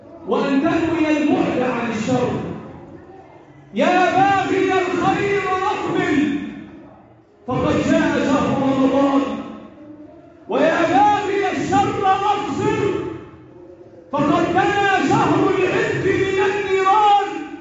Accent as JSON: {"language": "Arabic", "country": "Egypt", "said": "اللهم احفظ بلدنا مصر وسائر بلاد"}